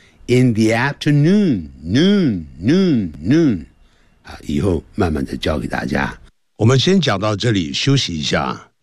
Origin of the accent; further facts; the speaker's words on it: China; 我们中国人在讲英文的时候常常呢会把英文当作中文的这个长度一样来讲，我们每一个字的中文的长度是一样的。